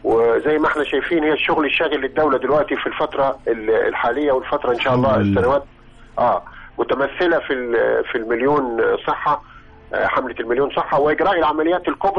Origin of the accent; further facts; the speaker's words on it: Qena, Qena Governorate, Egypt; يعني احنا من ابناء الصعيد من قنا